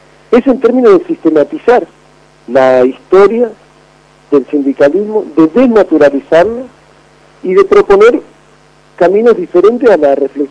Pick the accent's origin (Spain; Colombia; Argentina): Argentina; Yo estaba haciendo la tesis de doctorado acá en Río de Janeiro, yo soy argentino